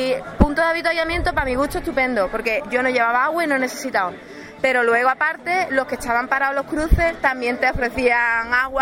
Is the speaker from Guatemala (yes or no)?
no; Cádiz, Andalusia, Spain; Lo que pasa es que yo soy de Cádiz y para entrenar, chungo.